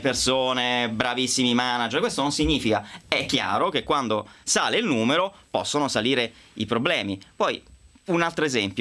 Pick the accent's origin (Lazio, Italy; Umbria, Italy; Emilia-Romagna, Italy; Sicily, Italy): Umbria, Italy; io sono umbro, tu marchigiana